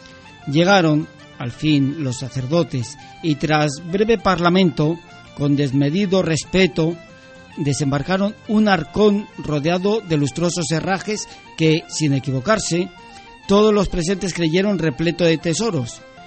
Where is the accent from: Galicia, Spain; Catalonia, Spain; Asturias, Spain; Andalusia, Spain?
Asturias, Spain; Luarca; Como bien sabes, yo soy de Luarca y Luarca está muy relacionada con los lobos.